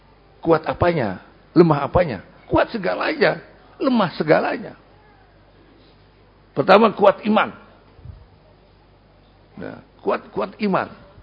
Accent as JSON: {"language": "Indonesian", "region": "Jakarta", "country": "Indonesia", "said": "Bukan orang Betawi ya, saya Betawi."}